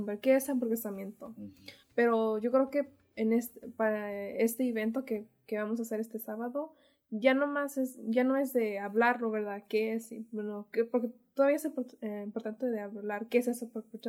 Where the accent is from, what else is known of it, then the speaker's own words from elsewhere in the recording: Santa Ana, California, United States; soy de Santana y soy voluntaria del Centro Cultural de México.